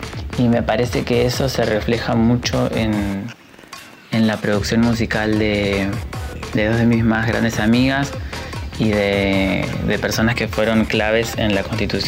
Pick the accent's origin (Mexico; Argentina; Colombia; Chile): Argentina; Caleta Olivia, Santa Cruz; born there; now in Buenos Aires, Argentina; Yo soy caletense, que es el gentilicio que llevamos las personas que nacimos en Caleta Olivia. Caleta Olivia, para quien no conoce, es una ciudad que queda en la provincia de Santa Cruz.